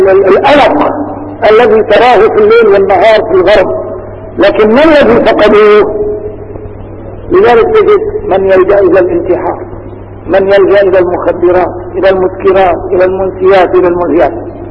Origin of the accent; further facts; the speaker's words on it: Damascus, Damascus Governorate, Syria; عدت إلى بلدي دمشق مثل هذا اليوم تقريبا